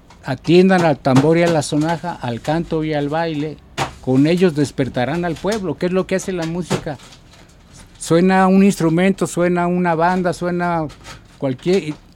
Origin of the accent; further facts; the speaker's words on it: Mexico; si toda la vida voy a ser músico y como mexicano, tengo que saber cómo empezó la música en mi propia cultura